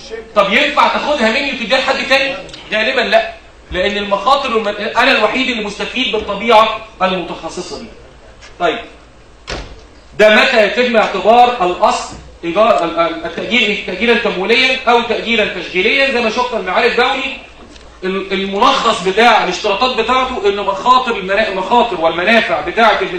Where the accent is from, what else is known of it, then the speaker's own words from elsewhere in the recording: Egypt; زي عندنا في مصر 75%